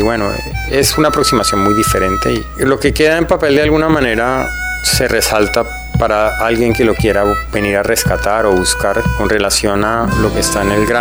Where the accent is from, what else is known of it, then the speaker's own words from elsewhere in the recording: Colombia; soy escritor de Colombia.